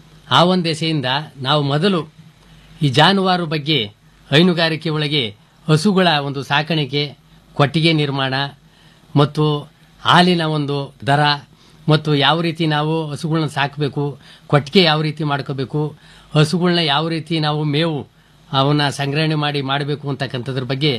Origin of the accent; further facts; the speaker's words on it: Tobinakere, Karnataka, India; sir, ನಾವು ತೋಬಿನಕೆರೆ, ನಮ್ಮ ಗ್ರಾಮ